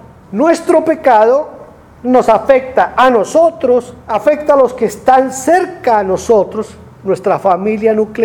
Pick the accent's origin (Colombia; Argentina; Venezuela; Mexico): Colombia; hacen ahí mismo en Bogotá. Pero si alguien se pone algo, lo matan por lo que se ponga. ¿Sabe qué pasa en mi país? Allá hay fútbol.